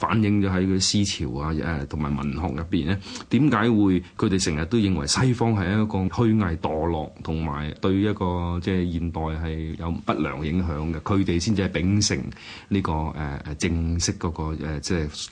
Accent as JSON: {"language": "Cantonese", "country": "China", "said": "即係我哋中國人啊"}